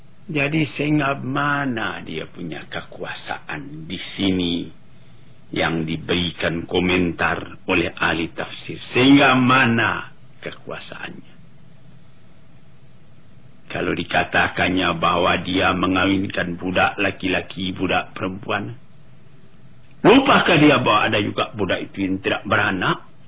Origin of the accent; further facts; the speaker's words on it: Maninjau, West Sumatra, Indonesia; saya sendiri pergi ke kampung halaman saya di Meninjau.